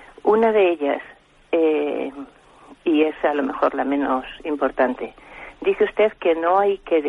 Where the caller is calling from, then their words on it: Madrid, Community of Madrid, Spain; de Madrid.